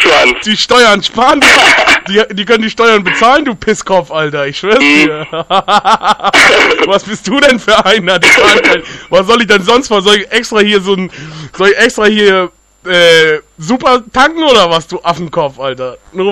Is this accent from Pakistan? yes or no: yes; Pakistan; Nee, ich bin ein Pakistaner.